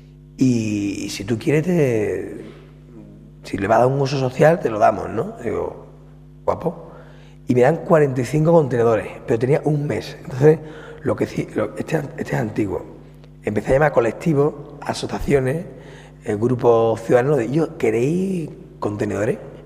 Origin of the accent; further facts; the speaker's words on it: Andalusia, Spain; Yo me lo pensaba, que Andalucía, que yo soy andaluz y estoy allí, no ha habido manera.